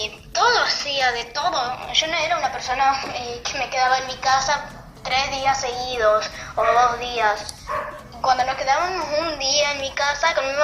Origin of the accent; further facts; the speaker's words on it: Paraná, Entre Ríos, Argentina; soy de Paraná, Entre Ríos